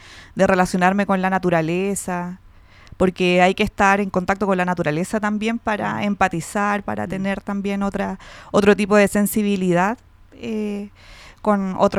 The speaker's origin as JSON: {"language": "Spanish", "town": "San Bernardo", "region": "Santiago Metropolitan", "country": "Chile", "said": "somos una organización de mujeres, de lesbianas, que somos la mayoría de San Bernardo."}